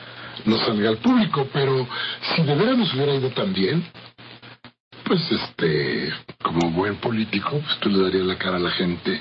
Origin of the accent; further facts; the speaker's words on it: Mexico; esta idea a no pensar más como los mexicanos queremos